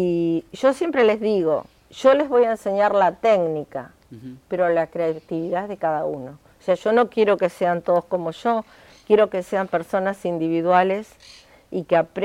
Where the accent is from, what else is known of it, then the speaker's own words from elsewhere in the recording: Buenos Aires, Argentina; born there; now in Cañuelas, Argentina; si bien yo nací en Capital Federal, pero yo estoy viviendo en Cañuelas y este es mi lugar en el mundo en este momento.